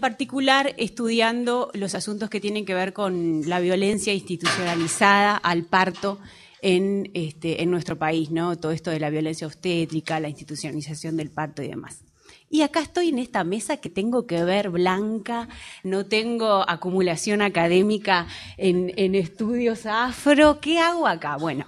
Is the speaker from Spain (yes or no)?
no; Argentina; born there; nací en Argentina, nacional uruguaya.